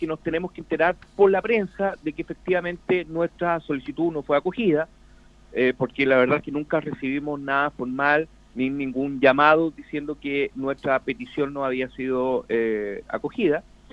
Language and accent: Spanish; Chile; somos todos chilenos, somos todos hermanos